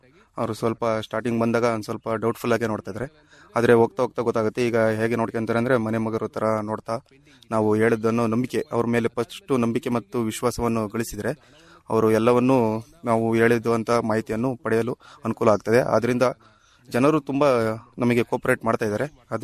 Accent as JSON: {"language": "Kannada", "town": "Tumakuru", "region": "Karnataka", "country": "India", "said": "ನಾನು ಮೂಲತಃ ತುಮಕೂರಿಂದ ಬಂದಿದ್ದೀನಿ."}